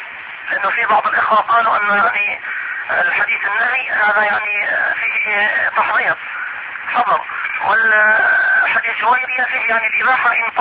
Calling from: Mecca, Makkah Province, Saudi Arabia; شيخ انا بكلمك يعني من مكة

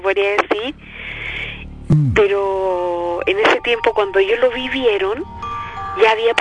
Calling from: Viña del Mar, Valparaíso, Chile; De Viña del Mar. Hace mucho frío hoy día acá en Viña.

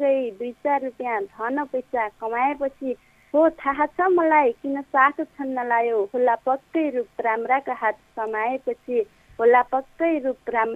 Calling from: Rampur, Lumbini Province, Nepal; म पाल्पा रामपुरदेखि

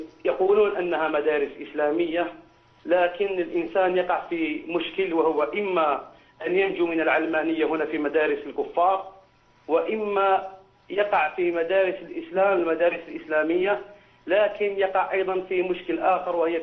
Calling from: France; من فرنسا، مقيم في فرنسا من حوالي 17 سنة تقريبا.

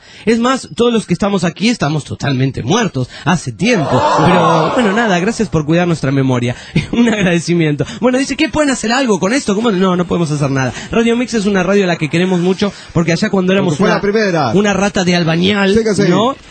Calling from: Orán, Salta, Argentina; desde Argentina, de la provincia de Salta, desde la ciudad de Orán, la famosa Salta.

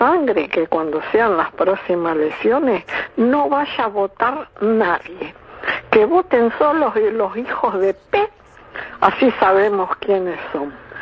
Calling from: Temperley, Buenos Aires Province, Argentina; de Temperley

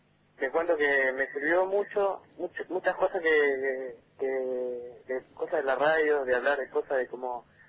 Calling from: Zárate, Buenos Aires Province, Argentina; de Zárate.

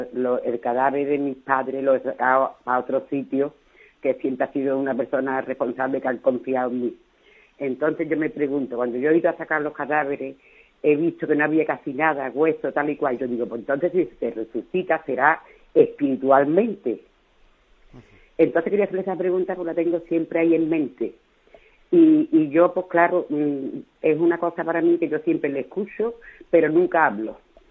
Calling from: Andalusia, Spain; de Andalucía.

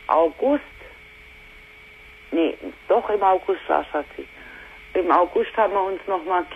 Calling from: Hesse, Germany; Wir sind aus Hessen.

